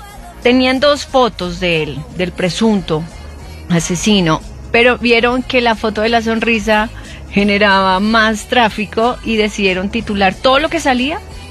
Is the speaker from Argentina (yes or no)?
no; Colombia; como colombianos que somos y que colombiano que se respete